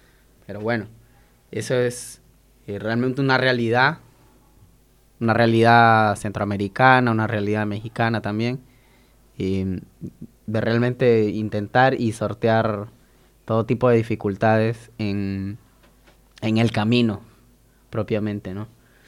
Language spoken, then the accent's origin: Spanish; El Salvador; en mi país, El Salvador, migraban alrededor de 400 personas diarias